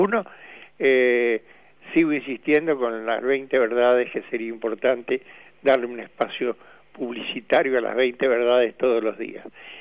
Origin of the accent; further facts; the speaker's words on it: Argentina; No, por favor, somos bien argentinos.